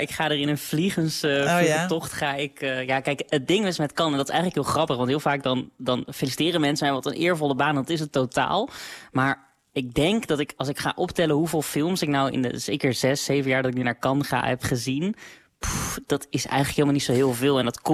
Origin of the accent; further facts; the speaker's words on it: Netherlands; Ik focus me met die podcast heel erg op wat wij als Nederlanders daar te zoeken hebben.